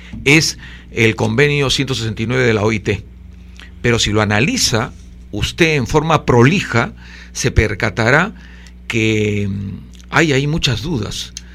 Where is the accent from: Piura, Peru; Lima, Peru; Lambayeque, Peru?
Lima, Peru; born there; Yo nací acá, en los Barrios Altos, en una casa con techos muy altos.